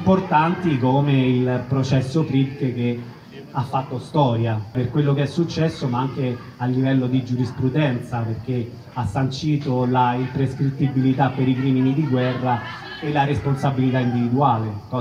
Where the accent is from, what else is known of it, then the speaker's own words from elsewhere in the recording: Rome, Lazio, Italy; io, nato e cresciuto a Monteverde